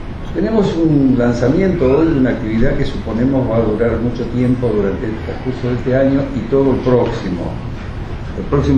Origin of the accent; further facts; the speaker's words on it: Argentina; lo homenajeamos como argentinos occidentales